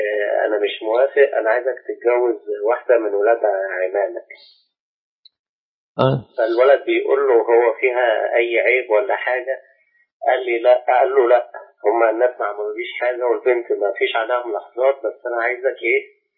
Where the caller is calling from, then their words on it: Iraq; من العراق.